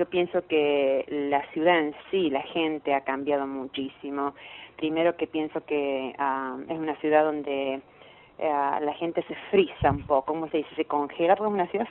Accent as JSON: {"language": "Spanish", "region": "Córdoba", "country": "Argentina", "also_born_or_lived": "Miami Beach", "moved": "yes", "lives_now": "New York, United States", "said": "ahora estoy viviendo en la ciudad de New York, en Manhattan, pero cuando vine de Córdoba, pues soy cordobesa, de la capital de Córdoba, me fui a Miami Beach."}